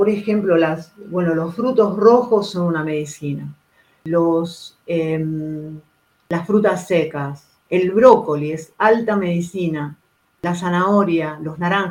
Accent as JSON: {"language": "Spanish", "region": "Patagonia", "country": "Argentina", "tie": "born there", "said": "Sigo siendo argentina, orgullosamente argentina, y de esta tierra, y de los Andes, porque yo nací en la Patagonia, y de la Pampa también, o sea, no soy oriental, no soy ni budista, ni hindú tampoco, o sea, no soy de allá, soy de acá."}